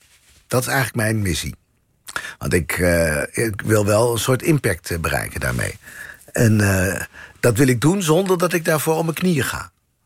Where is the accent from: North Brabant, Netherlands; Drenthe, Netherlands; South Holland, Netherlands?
Drenthe, Netherlands; Assen; Assen, ja.